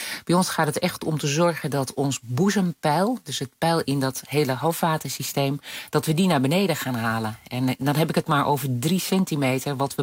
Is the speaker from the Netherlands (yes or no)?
yes; Netherlands; En we weten ook dat wij zijn toch Nederlanders.